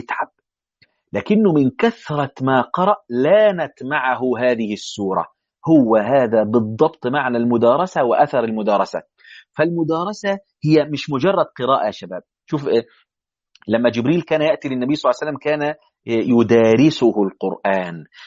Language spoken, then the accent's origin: Arabic; Egypt; يعني حتى في عندنا في مصر يقول لك درس القمح